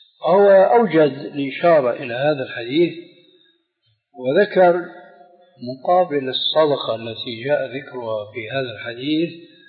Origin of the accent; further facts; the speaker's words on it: Damascus, Damascus Governorate, Syria; عندنا في دمشق يومئذ